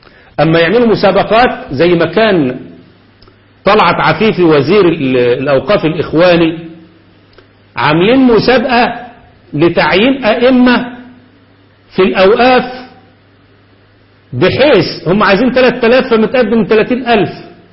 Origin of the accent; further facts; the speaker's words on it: Egypt; وده اللي عملوه عندنا في مصر بالتمام والكمال